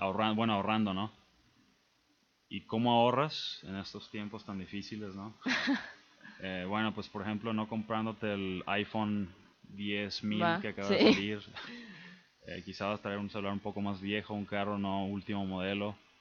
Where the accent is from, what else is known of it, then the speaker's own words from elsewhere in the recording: Mexico; also born or lived in United States; yo soy mexicano, pero me crié aquí en México, pero nací en Estados Unidos y pues regresé a Estados Unidos.